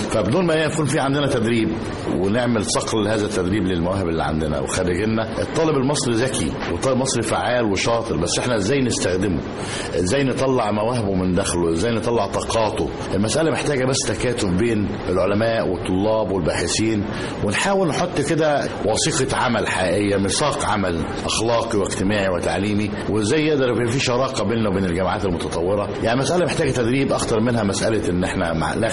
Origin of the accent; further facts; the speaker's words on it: Egypt; لما تيجي مثلا للعلماء الطاقه عندنا في مصر